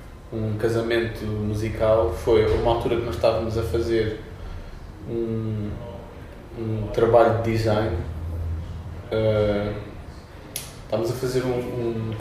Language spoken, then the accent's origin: Portuguese; Lisbon, Portugal; now in Oeiras, Portugal; Não, originalmente eu sou da linha de Cascais, sou de Campo de Deus, mas estou a viver entre Oeiras e onde termina Oeiras e começa a linha de Sintra